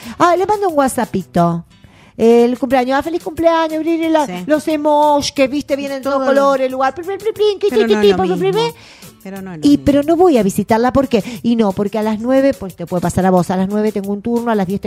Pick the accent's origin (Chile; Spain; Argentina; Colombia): Argentina; Trelew, Chubut; moved away; cuando he venido de Trelew, de mi pueblo, con mis compañeras de primaria, aquella cosa que nos acercaba y la emoción que nos acercaba era la carta.